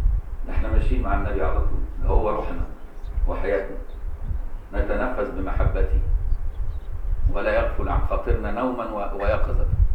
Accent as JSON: {"language": "Arabic", "country": "Egypt", "tie": "born or raised there", "said": "بان انا مصري وعايش في مصر طول عمري"}